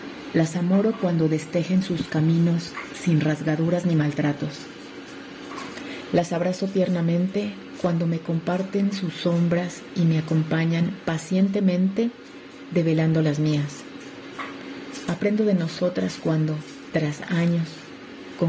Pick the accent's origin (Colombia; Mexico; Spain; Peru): Mexico; Oaxaca; de Oaxaca, México.